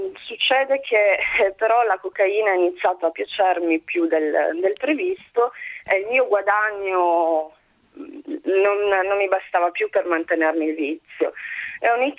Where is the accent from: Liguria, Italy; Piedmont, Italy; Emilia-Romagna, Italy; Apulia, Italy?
Piedmont, Italy; Turin; Io sono nata e cresciuta a Torino